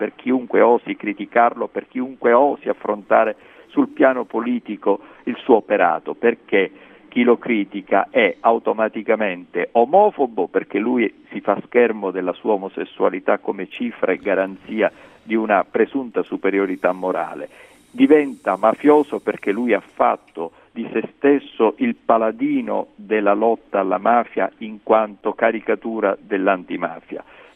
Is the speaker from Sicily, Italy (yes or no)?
yes; Sicily, Italy; che da siciliano, occupandomi di politica, vivendo la vita e la società siciliana